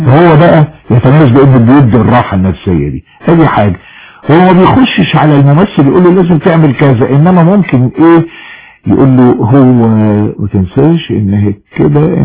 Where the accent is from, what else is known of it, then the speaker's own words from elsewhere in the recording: Alexandria, Alexandria Governorate, Egypt; now in Cairo, Egypt; جيت من اسكندرية علشان أركز نشاطي يعني فني في القاهرة، فجيت على تقريبا سنة 73.